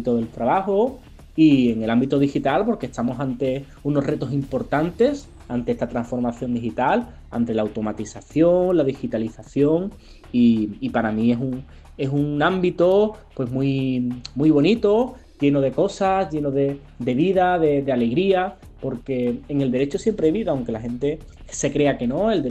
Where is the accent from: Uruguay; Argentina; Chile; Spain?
Spain; Algeciras, Andalusia; estudiante de nuestra comarca del campo de Gibraltar, concretamente de Algeciras